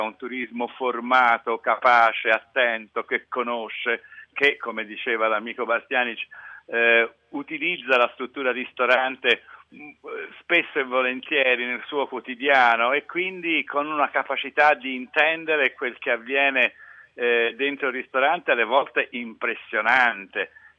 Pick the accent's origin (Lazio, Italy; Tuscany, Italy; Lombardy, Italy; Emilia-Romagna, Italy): Tuscany, Italy; Florence; io sono fiorentino